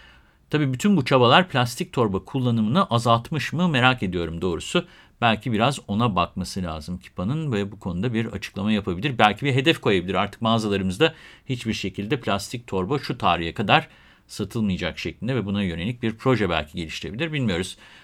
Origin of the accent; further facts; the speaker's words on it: İzmir, Turkey; Bir İzmirli olarak yaşadığım şehrin en büyük marketlerinde olan ve tüm Türkiye'de şubeleri bulunan Kipa'dan